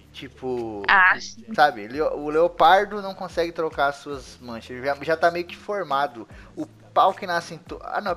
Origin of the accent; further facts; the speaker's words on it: Brazil; não é porque eu sou brasileiro não, a gente é muito ligeiro, cara.